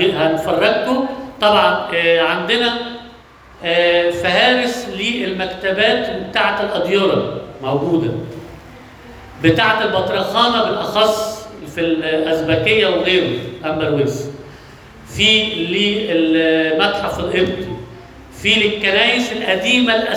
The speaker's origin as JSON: {"language": "Arabic", "town": "Alexandria", "region": "Alexandria Governorate", "country": "Egypt", "said": "عندنا في اسكندرية من ضمن الحاجات المشهورة بيها المواني"}